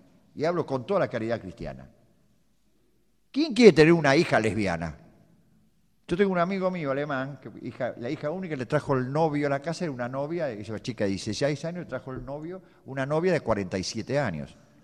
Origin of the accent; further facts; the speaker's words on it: Buenos Aires, Argentina; Yo como porteño